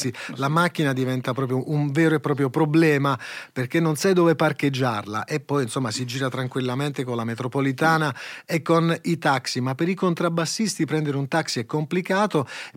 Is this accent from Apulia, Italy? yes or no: yes; Apulia, Italy; poi siamo pugliesi